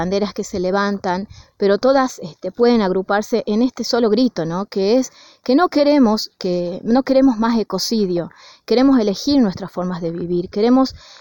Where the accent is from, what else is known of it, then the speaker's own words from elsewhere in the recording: Andalgalá, Catamarca, Argentina; lo que está ocurriendo hoy en Andalgalá, en mi pueblo